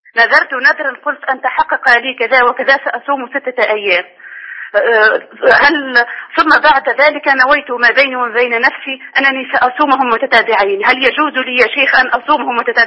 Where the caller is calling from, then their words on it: Tunisia; أنا أمة الله من تونس